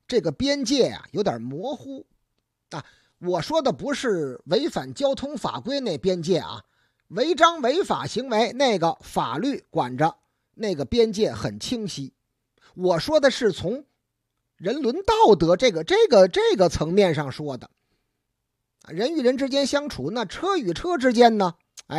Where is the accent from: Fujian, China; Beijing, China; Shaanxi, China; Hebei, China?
Beijing, China; 咱们北京人呐讲究礼数。